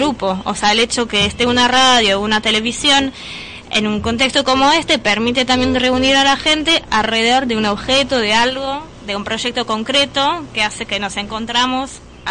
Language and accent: Spanish; Paris, Île-de-France, France; De París.